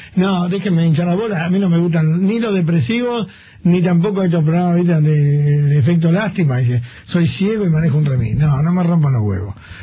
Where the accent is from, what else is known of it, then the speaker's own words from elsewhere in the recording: Argentina; Y yo soy otro argentino pelotudo que he jodido con todas esas cosas.